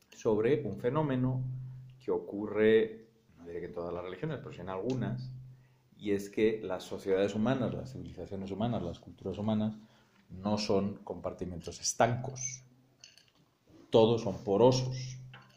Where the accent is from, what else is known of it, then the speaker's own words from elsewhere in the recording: Spain; Como suena en español y como yo soy español